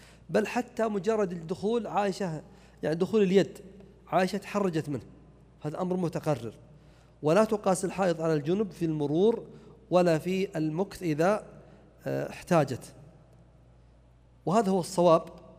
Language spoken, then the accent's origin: Arabic; Najd, Saudi Arabia; إما عليها جدايل أو سمى عندنا في نجد قرون